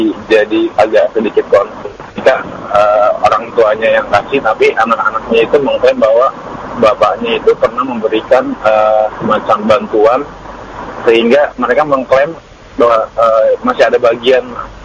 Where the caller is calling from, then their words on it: Bogor, West Java, Indonesia; Saya dari Bogor